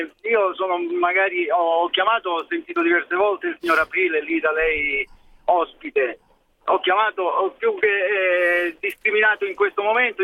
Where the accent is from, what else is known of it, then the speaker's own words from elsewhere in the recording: Calabria, Italy; now in Milan, Italy; Ma più che altro come calabrese, perché comunque è come meridionale più che altro